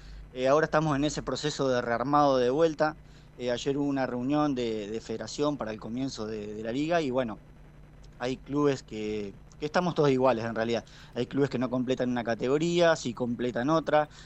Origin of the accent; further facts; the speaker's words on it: Caleufú, La Pampa, Argentina; No, yo soy de La Pampa, pero soy de un pueblito del norte, de Caleufú. Tiene 2.000 habitantes.